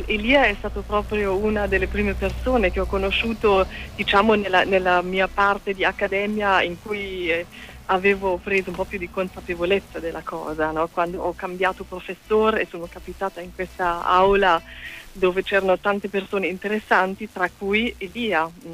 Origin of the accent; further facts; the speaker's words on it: Burghausen, Bavaria, Germany; dalle mie parti, non c'erano tante gelaterie, è un posto molto molto molto provinciale, e quindi il fatto che Elia sapesse che cosa fosse Burghausen e avesse proprio battuto i luoghi della mia adolescenza